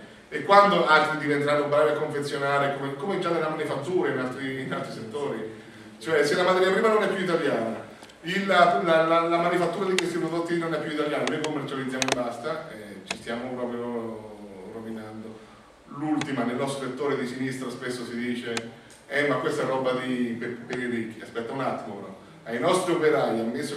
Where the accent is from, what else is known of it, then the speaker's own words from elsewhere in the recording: Umbria, Italy; Io sono umbro, produzione di olio